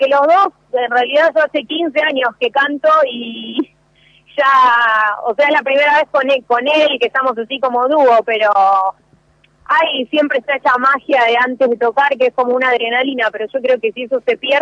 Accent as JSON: {"language": "Spanish", "town": "Moreno", "region": "Buenos Aires Province", "country": "Argentina", "said": "Todos somos de acá de Moreno."}